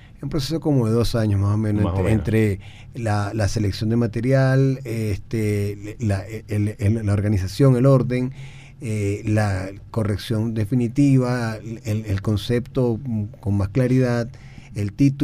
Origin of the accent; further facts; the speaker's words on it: Venezuela; para cambiar lo que somos los venezolanos, ¿no?